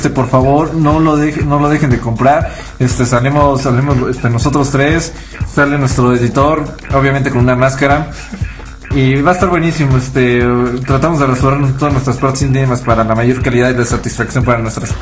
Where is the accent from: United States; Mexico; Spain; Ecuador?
United States; como yo crecí en Estados Unidos